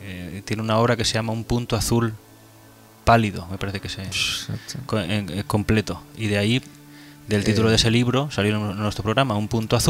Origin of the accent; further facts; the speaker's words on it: Alicante, Valencian Community, Spain; hace poco estando yo en mi tierra, en Alicante